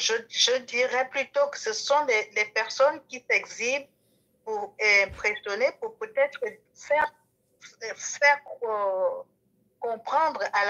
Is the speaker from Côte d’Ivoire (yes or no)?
no; Gabon; accent: Gabonese; je suis gabonaise de mère et kwato-guinéenne de père, née au Gabon, grandie au Gabon. Toute ma vie a toujours été au Gabon, mon accent est gabonais.